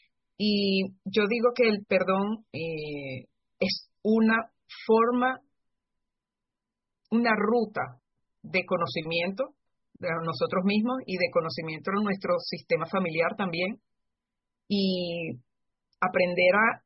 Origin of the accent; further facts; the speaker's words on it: Barquisimeto, Lara, Venezuela; born there; Yo soy nacida en Barquisimeto, es centro occidente de Venezuela.